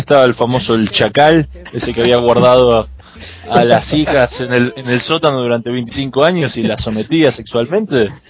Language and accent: Spanish; Argentina; Porque soy argentino, porque manejo, o sea, tengo tongue, tengo lengua